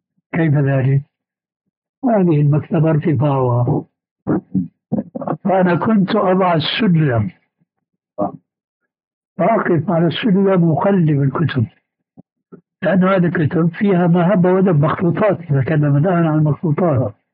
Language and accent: Arabic; Damascus, Damascus Governorate, Syria; كما يقال عندنا في دمشق